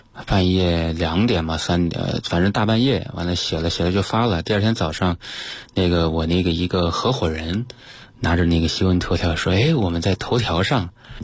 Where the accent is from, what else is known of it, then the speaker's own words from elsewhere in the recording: Changde, Hunan, China; 所以当时是跑回到这个我老家常德